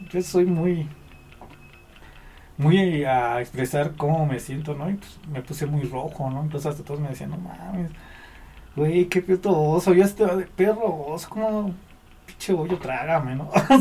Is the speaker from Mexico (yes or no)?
yes; Iztapalapa, Mexico City, Mexico; También en mi barrio así, ¿no? O sea, soy de Iztapalapa